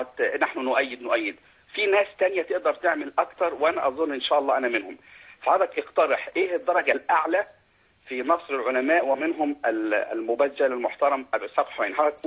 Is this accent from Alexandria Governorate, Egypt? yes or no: no; Shubra, Cairo Governorate, Egypt; وأنا رجل اجتماعي أساسا من شبرا